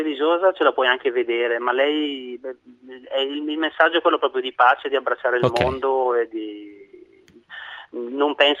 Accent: Mapello, Lombardy, Italy; Provincia di Bergamo, Mapello.

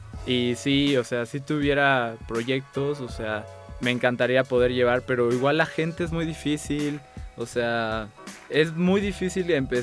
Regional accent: Chetumal, Quintana Roo, Mexico; now in Mexico City, Mexico; desde que llegué a la Ciudad de México fui al teatro. O sea, en Chetumal te digo, nunca había teatro.

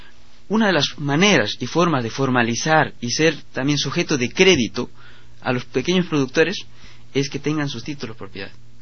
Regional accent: Selva Central, Peru; nosotros en Selva Central, sobre todo de donde soy yo, de la cooperativa de La Florida

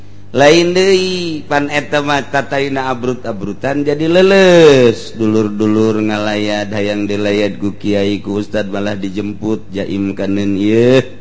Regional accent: Jakarta, Indonesia; Aduh, saya dari Jakarta.

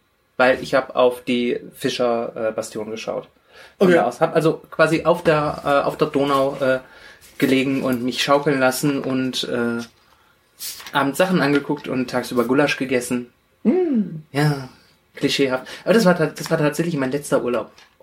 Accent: Iran; Genau, wir sind Perser, wir sind ein stolzes Volk.

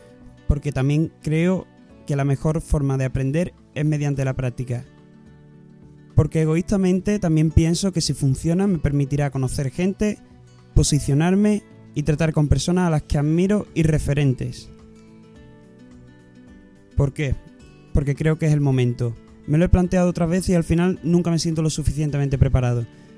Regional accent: La Luisiana, Andalusia, Spain; also born or lived in Seville / Balearic Islands / Canary Islands; Sevillano de nacimiento, crecí en un pequeño pueblo que se llama La Luisiana.

